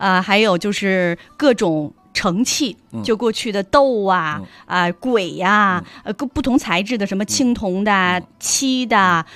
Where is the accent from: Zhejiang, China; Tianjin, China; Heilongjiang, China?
Heilongjiang, China; Acheng; 我来自金上京的啊，金上京的阿城。